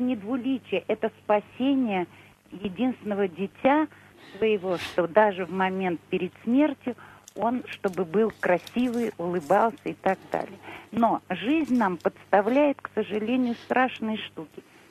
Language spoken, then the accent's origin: Russian; Moscow, Russia; Мы старые москвичи, очень древние москвичи